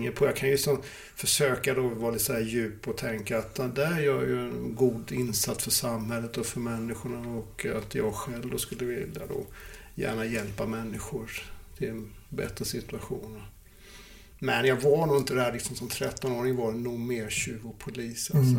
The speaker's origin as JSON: {"language": "Swedish", "region": "Småland", "country": "Sweden", "tie": "born or raised there"}